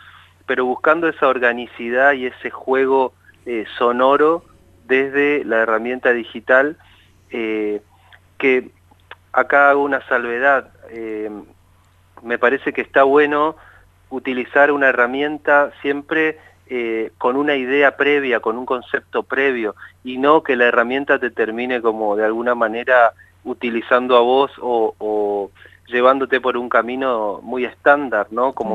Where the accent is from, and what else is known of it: Chaco, Argentina; moved away as an adult